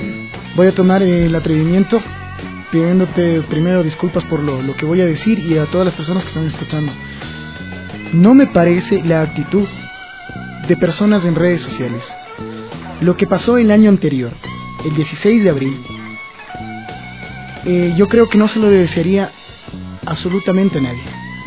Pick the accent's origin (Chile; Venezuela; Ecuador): Ecuador; Imagínate cuántas lenguas hay en Ecuador, y para que nosotros como ecuatorianos, por costuras políticas, salgan con eso